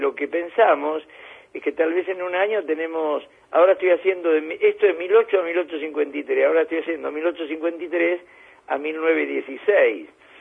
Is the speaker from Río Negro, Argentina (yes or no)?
no; Berisso, Buenos Aires Province, Argentina; los inmigrantes venían, como en mi pueblo, en Berisso